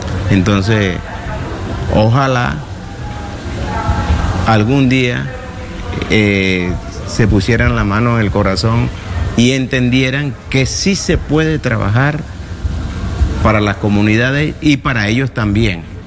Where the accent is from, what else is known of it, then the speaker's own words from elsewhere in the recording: Colombia; Hay dificultades lamentables en mi país en este momento. Pero yo espero que se subsanen lo más pronto posible, porque los colombianos somos gente de alegría.